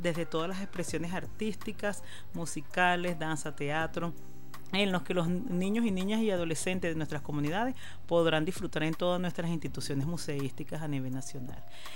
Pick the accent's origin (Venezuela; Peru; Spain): Venezuela; que se identifique como venezolanos que somos.